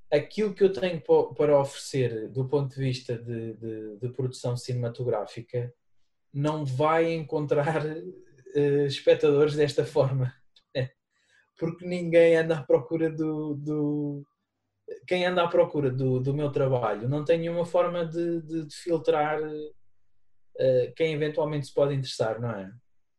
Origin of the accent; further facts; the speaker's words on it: Guarda, Centro, Portugal; eu quando cresci na Guarda nos anos 80, 90